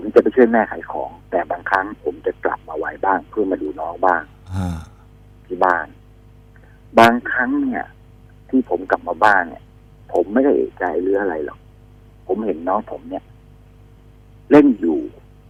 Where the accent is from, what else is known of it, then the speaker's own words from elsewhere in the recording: Prachuap Khiri Khan, Thailand; แล้วช่วงนั้นที่ผมอยู่ที่ประจวบเนี่ยคืออยู่ในค่ายธนรัตน์ปางบุรีร